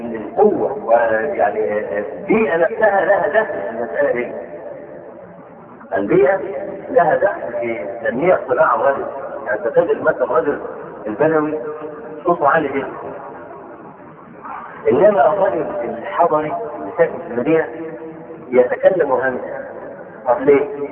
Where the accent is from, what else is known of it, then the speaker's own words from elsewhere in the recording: Egypt; نشوف عندنا في مصر